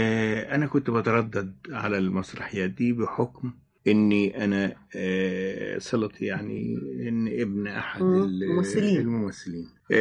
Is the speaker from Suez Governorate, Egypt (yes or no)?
yes; Suez, Suez Governorate, Egypt; also born or lived in Asyut / Ismailia; أنا يعني شبيت ويعني شافت شوارع السويس طفولتي أو بداياتي. يعني في الابتدائي أنا كنت في السويس. يعني في المرحلة الابتدائية اتقسمت ما بين الإسماعيلية والسويس، لأن والدي الله يرحمه كان موظف في السكة الحديد